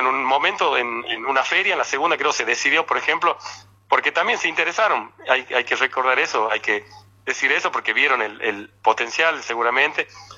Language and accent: Spanish; La Rioja, Argentina; para quienes somos acá de La Rioja